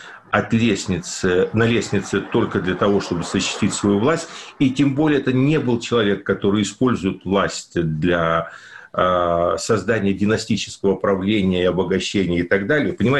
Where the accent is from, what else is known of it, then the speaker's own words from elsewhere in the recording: Ukraine; поскольку я родился и вырос на Украине, то ну, в Украине в данном случае